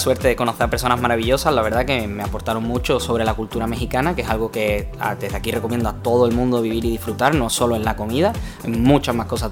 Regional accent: Seville, Andalusia, Spain; Y para alguien que viene de aquí, de Sevilla, de Gelbes, que, bueno, que realmente... es todo mucho más pequeño, todo es mucho más accesible

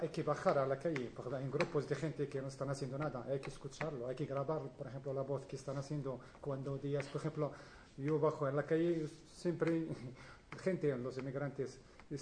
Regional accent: Morocco; yo soy de Marruecos

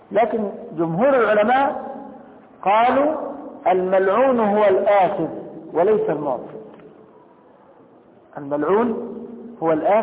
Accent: Egypt; لكن انا دلوقتي مصري

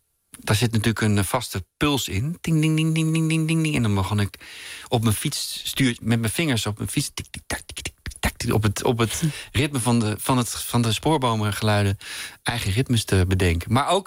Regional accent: Hilversum, North Holland, Netherlands; Nee, mijn jeugd hier in Hilversum, niet ver hier vandaan waar wij woonden...

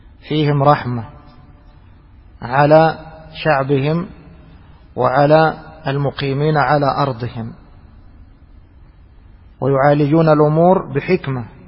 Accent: Egypt; مثل اللي احنا نسميها عندنا في مصر الغرارة، شوال كبير

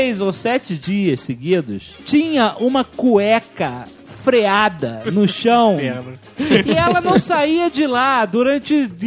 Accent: Rio de Janeiro, Brazil; eu sou do Rio, então sabe. Eu posso falar.

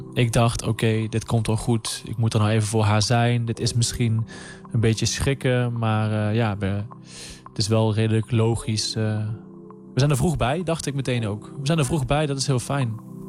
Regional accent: Limburg, Netherlands; now in Amsterdam, Netherlands; Ik ben 29 jaar oud. Ik kom uit Limburg. Ik woon in Amsterdam.

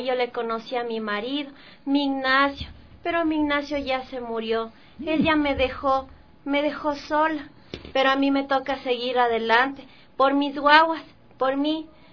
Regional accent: Latacunga, Cotopaxi, Ecuador; textiles que traemos de Tacunga, de donde yo vengo, de Tío Puyo

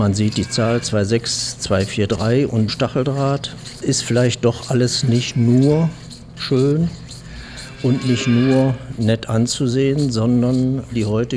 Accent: Straelen, North Rhine-Westphalia, Germany; born there; mit meinem Geburtsort, nähe der niederländischen Grenze in Strahlen. Wir hatten zu Hause selber einen landwirtschaftlichen bzw. Gartenbaubetrieb.

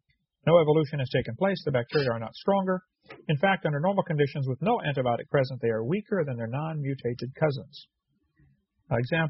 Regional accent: Illinois, United States; And yeah, I'm from Illinois. Love that fall in the Midwest.

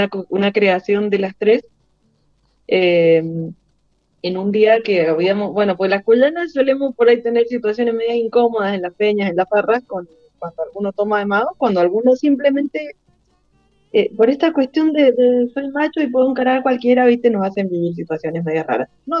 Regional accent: San Martín, Mendoza, Argentina; Sí, yo soy esteña, soy de San Martín.

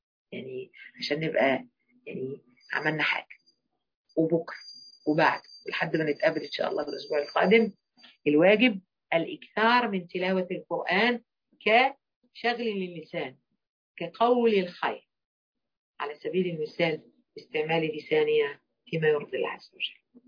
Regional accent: Egypt; يعني أكتر حاجة مثلا احنا كمصريين قابلناها حتة حلوة وقوية المانجا الجوافية

